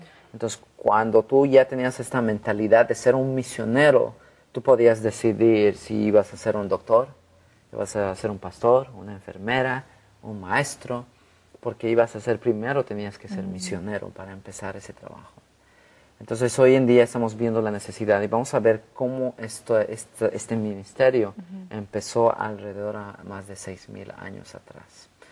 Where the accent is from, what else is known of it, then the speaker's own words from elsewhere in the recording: Bolivia; now in United States; Yo soy de Bolivia